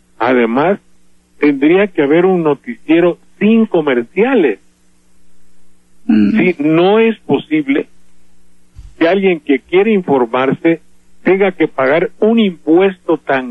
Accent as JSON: {"language": "Spanish", "country": "Mexico", "said": "El primer verdugo de los mexicanos somos los mexicanos mismos"}